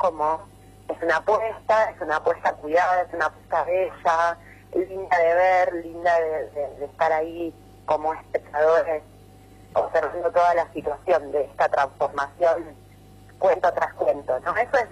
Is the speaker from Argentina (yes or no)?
yes; San Marcos Sierra, Córdoba, Argentina; somos de San Marcos Sierra, y la verdad que nunca habíamos estado en esa zona